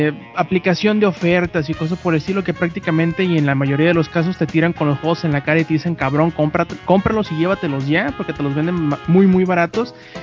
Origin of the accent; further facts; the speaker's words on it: northern Mexico, Mexico; Es que soy norteño, pues.